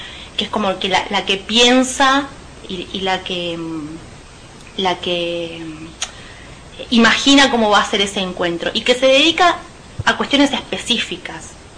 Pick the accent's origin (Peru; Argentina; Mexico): Argentina; José C. Paz, Buenos Aires Province; yo soy de José C. Paz, soy docente, soy profesora de historia.